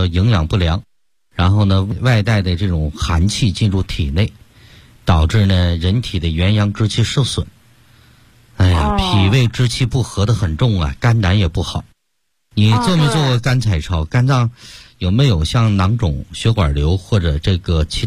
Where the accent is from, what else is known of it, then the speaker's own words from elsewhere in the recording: Beijing, China; 纠正这个根儿我们北京人不是说病根儿吗？